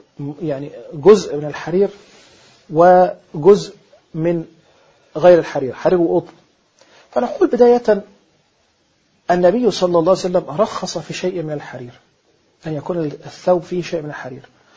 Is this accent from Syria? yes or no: no; Egypt; وتستنكر في بعض الأماكن عندنا في مصر مثلا في بعض القرى أو في الصعيد